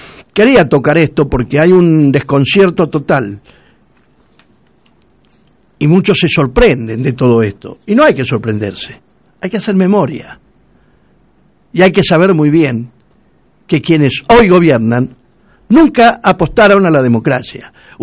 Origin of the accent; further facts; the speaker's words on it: Argentina; Y yo soy argentino.